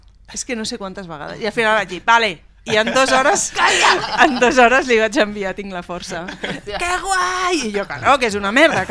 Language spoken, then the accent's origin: Catalan; Catalonia, Spain; accent: Vallès; el meu anglès és com del Vallès, com ha de ser